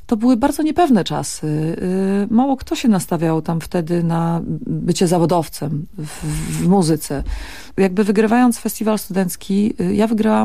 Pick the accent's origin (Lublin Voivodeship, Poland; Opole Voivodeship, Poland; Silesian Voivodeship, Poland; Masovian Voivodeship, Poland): Silesian Voivodeship, Poland; Bielsko-Biała; ostatnio w rodzinnym Bielsku było dwoje z dużą winylową Jachozną i z kasetami przychodzą